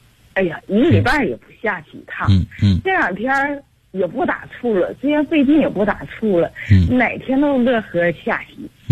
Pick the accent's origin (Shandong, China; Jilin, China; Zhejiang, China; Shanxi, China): Jilin, China; Changchun; 我是长春的。